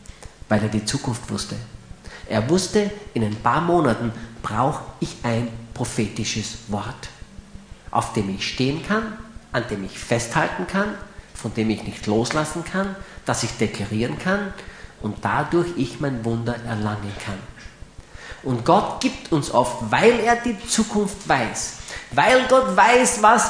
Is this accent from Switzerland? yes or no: no; Graz, Styria, Austria; Steirer bleiben gesund, nicht wahr? Ich bin ja ein Grazer.